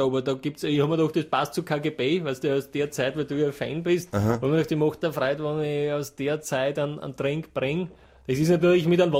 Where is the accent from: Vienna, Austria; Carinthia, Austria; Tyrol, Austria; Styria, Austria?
Styria, Austria; ich komme aus der Steiermark, das ist eben ein Bundesland in Österreich.